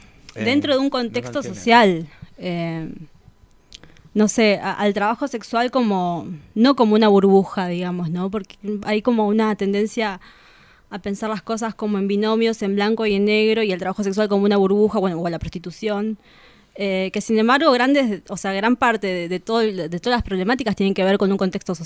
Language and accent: Spanish; Bolivia; now in Argentina; yo no soy argentina.